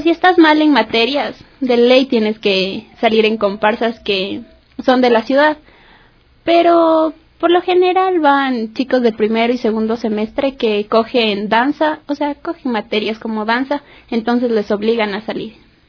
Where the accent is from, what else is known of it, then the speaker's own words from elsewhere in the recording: Quito, Pichincha, Ecuador; todos los que somos de acá de Quito